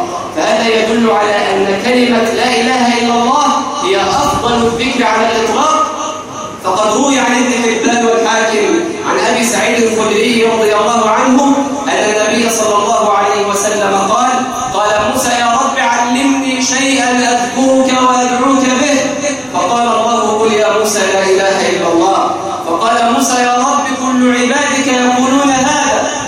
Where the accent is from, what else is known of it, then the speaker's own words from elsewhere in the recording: Egypt; اللهم جنب بلدنا مصر الفتن ما ظهر منها وما بطن